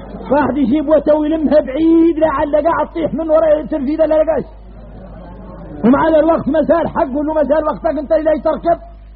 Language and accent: Arabic; Mauritania; احنا موريتاني الخارجنا غريب